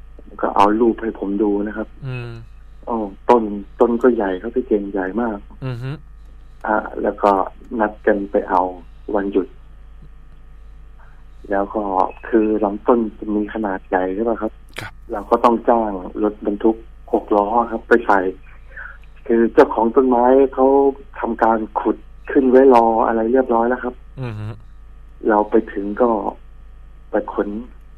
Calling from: Rayong, Thailand; ระยองครับ

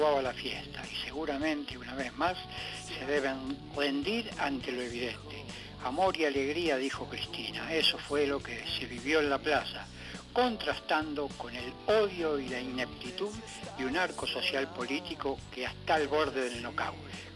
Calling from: Devoto, Buenos Aires, Argentina; de Devoto.

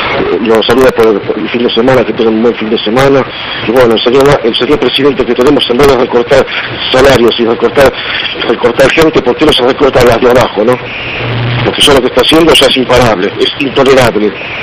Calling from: Santos Lugares, Buenos Aires Province, Argentina; de Santos Lugares, siempre peronista de Perón, de Evita, de José Ignacio Rucci, Lugo del Carril y de Leomar, y también de Hitler.

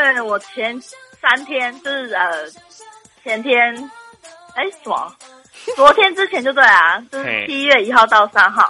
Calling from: Miaoli County, Taiwan; 我是苗栗的

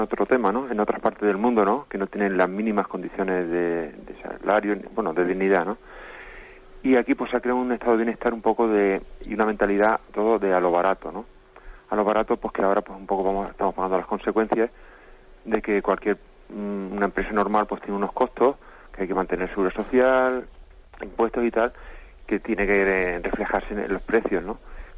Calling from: Alicante, Valencian Community, Spain; de Alicante.

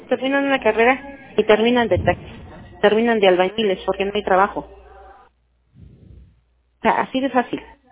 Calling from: Huajuapan de León, Oaxaca, Mexico; Estoy hablando a Huajuapan de León, Oaxaca.

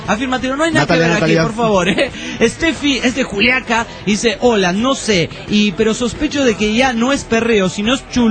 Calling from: Tarija, Bolivia; Antes, un saludo para todos los tarijeños.

